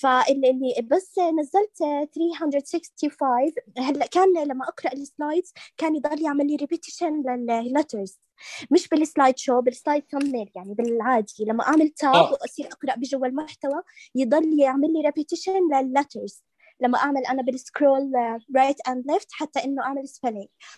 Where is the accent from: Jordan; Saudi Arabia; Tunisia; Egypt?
Jordan; ولا انا من الاردن طبعا.